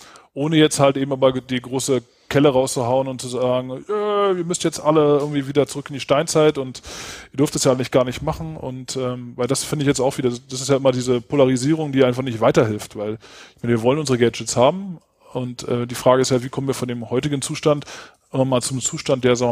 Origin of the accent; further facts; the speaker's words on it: Berlin, Germany; komme ursprünglich aus Berlin. Aber im Moment wohne ich auch hier, wo Peter Mende auch wohnt, in Dessau